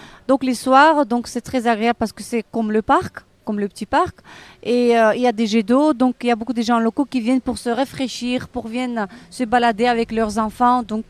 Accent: Bukhara, Bukhara Region, Uzbekistan; French is a second language; je suis très contente de pouvoir présenter ma ville natale, la ville de Boukhara, qui est très connue dans le monde entier, parce que c'est une ville qui se trouvait sur les routes caravanières.

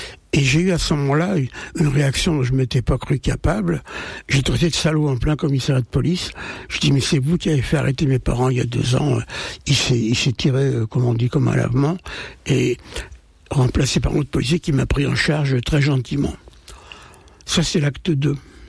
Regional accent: Aubervilliers, Île-de-France, France; born there; On va faire vite. Hein. Je suis né au Aubervilliers

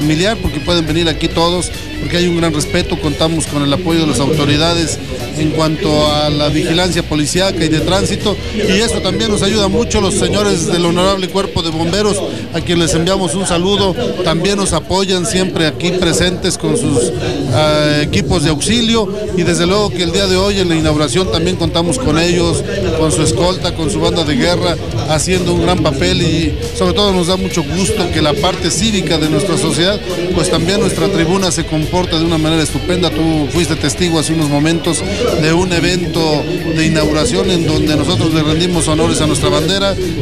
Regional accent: Tulancingo, Hidalgo, Mexico; Somos nativos de Tulancingo, por lo tanto queremos que a la gente de la región se le abran oportunidades

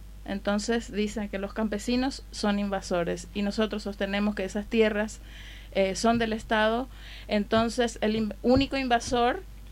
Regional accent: Paraguay; now in Madrid, Spain; soy de Paraguay, como lo habías dicho antes, de Paraguay Resiste en Madrid

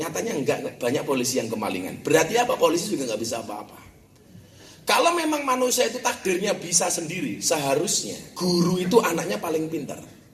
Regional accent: Lampung, Indonesia; born there; saya aslinya Ponorogo, lahir di Lampung. Puja Kesuma lah, putra Jawa kelahiran Sumatera.

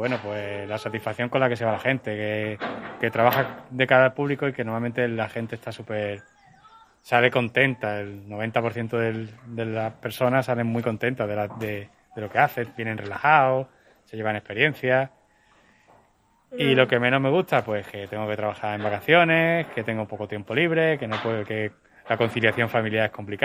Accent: Málaga, Andalusia, Spain; Yo no soy de pueblo, soy de Málaga

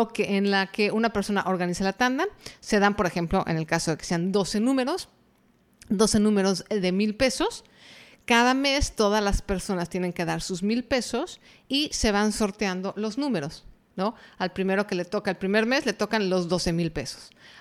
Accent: Mexico; por lo menos en mi país, que es México, no existe.

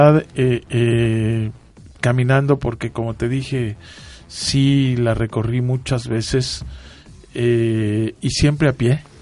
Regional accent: Mexico; yo soy turista y vengo de México.

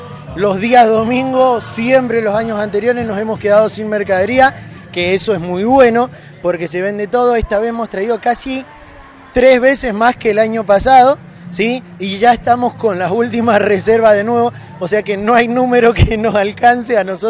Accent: Luján de Cuyo, Mendoza, Argentina; Nosotros somos de Mendoza, justamente de Luján de Cuyo.

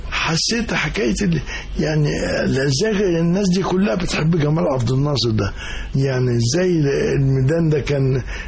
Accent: Cairo, Cairo Governorate, Egypt; also born or lived in Alexandria; لا، أروح بس أسكندرية زيارة 4-5 أيام وبحجاني أنا عايز أرجع القاهرة. فأنا أصلا قاهري

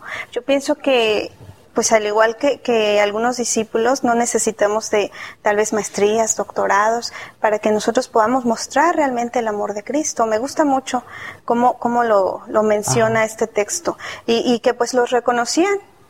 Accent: Mexico City, Mexico; vengo de la Ciudad de México, estoy estudiando psicología educativa

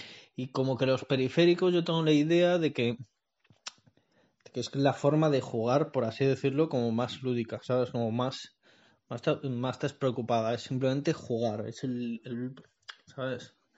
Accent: Madrid, Community of Madrid, Spain; soy de Madrid

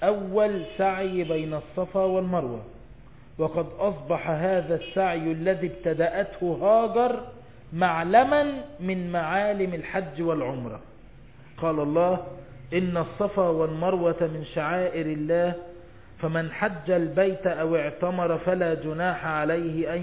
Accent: Egypt; زي نهر النيل كده ما ماشي عندنا في مصر

